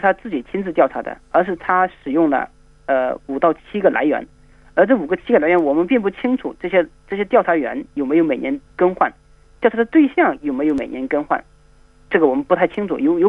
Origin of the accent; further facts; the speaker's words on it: China; 第一个是评估反腐败成果的人对反腐败的关注视角跟我们中国人不一样